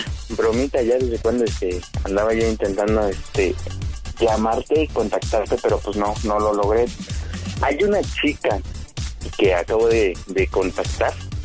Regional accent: State of Mexico, Mexico; ahorita estoy acá en Morelia, le digo, dame chance de regresar, yo soy del Estado de México, por la Marquesa, le digo, no está muy lejos

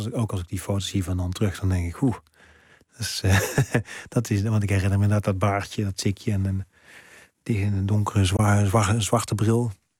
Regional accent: North Brabant, Netherlands; moved away; Want ik kwam ook nog uit Brabant. Nou, dat hoor je ook aan me. Nee, ik heb geen harde G.

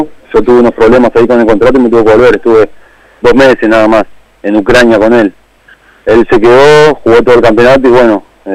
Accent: Rafael Castillo, Buenos Aires Province, Argentina; Yo soy de Rafael Castillo, Matanza.

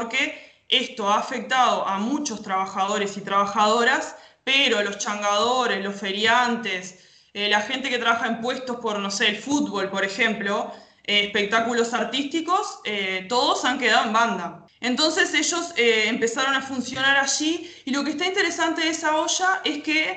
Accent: Rocha, Uruguay; now in Montevideo, Uruguay; Yo puntualmente soy de Rocha y bueno, obviamente abandoné la idea de irme para ver a mi familia por esto, ¿no? Que justamente estoy en Montevideo

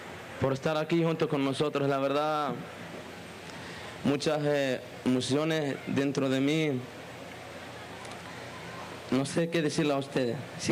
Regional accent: Palestine; palestino, condenamos energéticamente lo que está pasando en Palestina, los masacres que está pasando en mi pueblo.

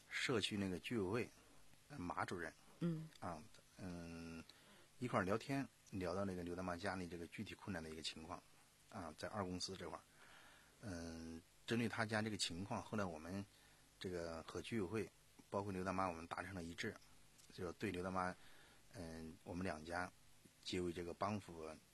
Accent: Sichuan, China; 从一个我四川啊，在大巴山，川东地区属于大巴山，啊，这个走出来的

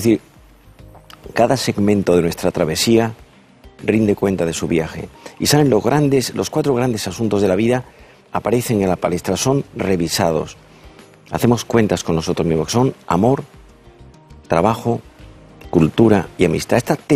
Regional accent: Andalusia, Spain; Yo soy andaluz y cuando era pequeño, mi padre era psiquiatra

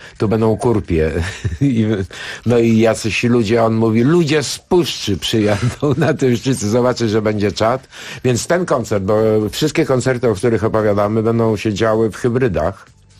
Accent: Greece; ponieważ jestem Grekiem

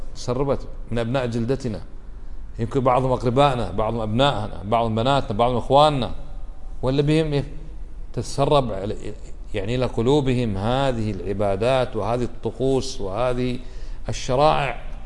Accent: Kuwait; بلادنا ما فيها، كم ولي عندنا بالكويت يعبد من دون الله

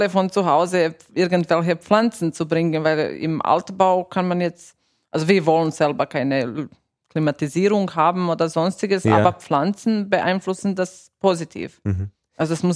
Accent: Austria; aber noch nicht so richtig viel bei uns in Österreich, aber in anderen Ländern

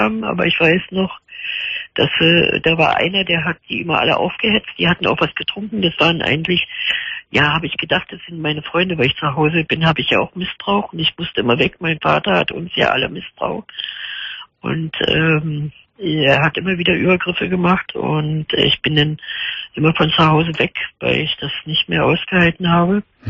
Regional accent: Bocholt, North Rhine-Westphalia, Germany; now in Berlin, Germany; Ich komme ja aus Bocholt unten, aber jetzt wohne in Berlin seit 71

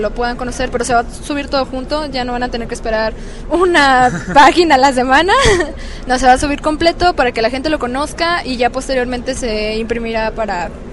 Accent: Cancún, Quintana Roo, Mexico; yo soy de Cancún

